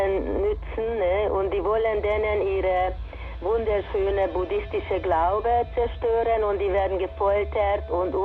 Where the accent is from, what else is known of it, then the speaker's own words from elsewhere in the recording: Transylvania, Romania; Ich bin aus Siebenbürgen.